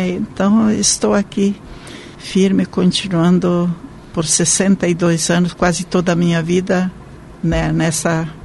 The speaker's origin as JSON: {"language": "Portuguese", "town": "Joinville", "region": "Santa Catarina", "country": "Brazil", "tie": "born or raised there", "said": "Bem, eu sou natural de Santa Catarina, com muito orgulho, de Joinville. E estou na vida consagrada há 62 anos, completarei 80 anos em dezembro."}